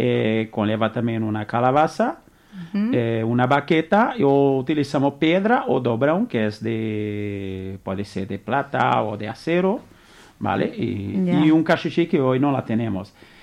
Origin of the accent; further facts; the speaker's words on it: Brazil; Spanish is a second language; Sí, soy brasileño natural de Brasil.